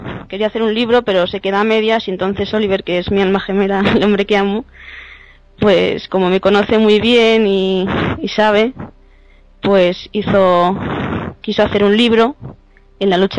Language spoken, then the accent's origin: Spanish; Soria, Castile and León, Spain; Pues, ¿qué te puedo decir de mi tierra? Pues que estoy enamorada, que me encanta perderme en sus parajes